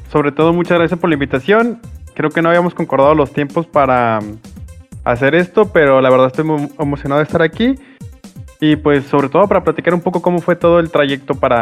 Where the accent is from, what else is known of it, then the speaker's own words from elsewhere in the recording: Guadalajara, Jalisco, Mexico; now in Mazatlán, Mexico; principalmente yo soy de Guadalajara, pero actualmente vivo en Mazatlán. Y tengo 29 años.